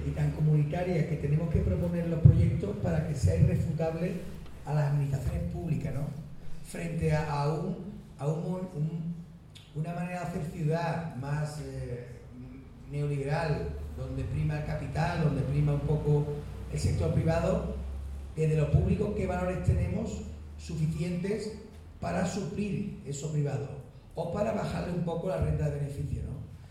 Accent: Seville, Andalusia, Spain; pero yo como sevillano decía que ahora, si somos europeos, ¿con quién me comunico?

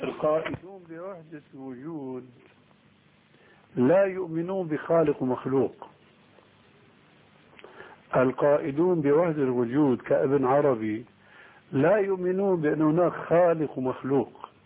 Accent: Syria; لكن النوبات مستعملة عندنا في سوريا وهي أنسب لهم

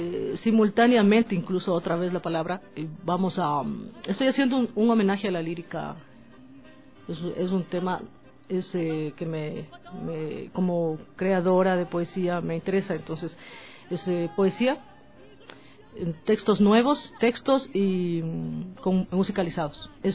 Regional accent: Ecuador; como ecuatoriana, disfruto al cantar nuestros temas. Ecuatoriana y latinoamericana

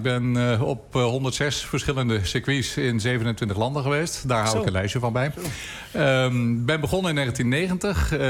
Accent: Driebergen, Utrecht, Netherlands; Ik zat nog op school, gymnasium. En toen was ik schreef voor de lokale krant in mijn vrije tijd bij ons in Driebergen.

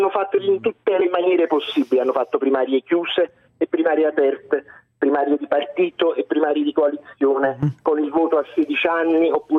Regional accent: Naples, Campania, Italy; Io sono napoletano

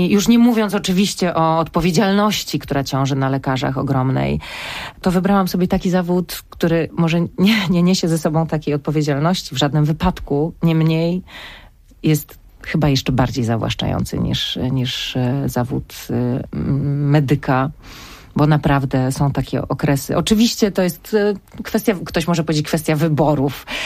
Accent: Silesian Voivodeship, Poland; jestem Ślązaczką

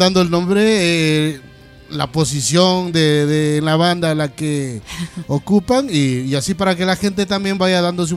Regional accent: Aranjuez, Community of Madrid, Spain; Es que yo vengo de Aranjuez, entonces pues imagínate, se me va por allá.

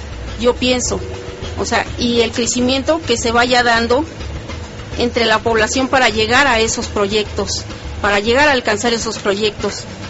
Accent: Azcapotzalco, Mexico City, Mexico; nosotros aquí estamos, somos de Azcapotzalco.

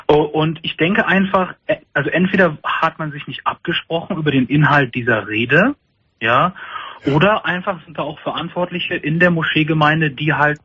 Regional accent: Germany; weil ich bin Deutscher, ich habe eine deutsche Mutter und ich sehe auch deutsch aus. Ich habe zwar nur einen anderen Glauben, aber ich fühle mich als Deutscher.

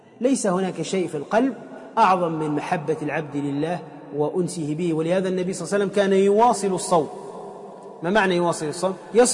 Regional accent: Tunisia; وأنا أعلم في مدينتي في تونس

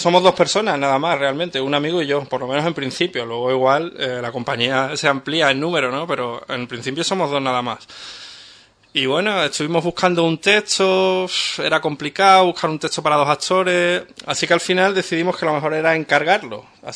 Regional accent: Cádiz, Andalusia, Spain; Nosotros venimos de Cádiz Capital.

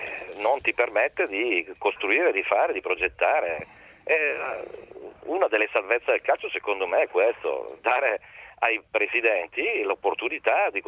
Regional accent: Brescia, Lombardy, Italy; io sono di Brescia, ho giocato nel Brescia 14 anni.

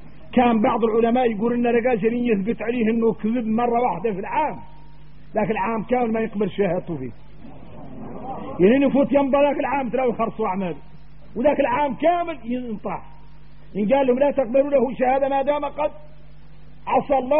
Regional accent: Mauritania; لو عاد واحد منا احنا موريتاني

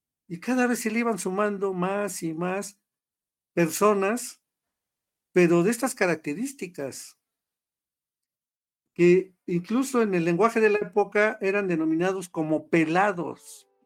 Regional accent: Mexico; nos permite explicar por qué somos los mexicanos como somos, ¿no?

